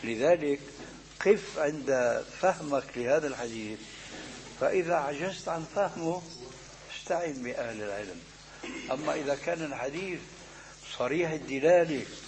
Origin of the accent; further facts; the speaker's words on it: Syria; كما يقولون عندنا في الشام بدنا نشطح